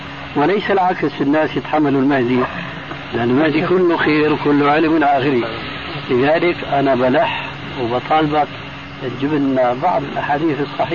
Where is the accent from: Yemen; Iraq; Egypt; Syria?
Syria; Damascus, Damascus Governorate; قال لي ناس عندنا في دمشق يعمل حلقة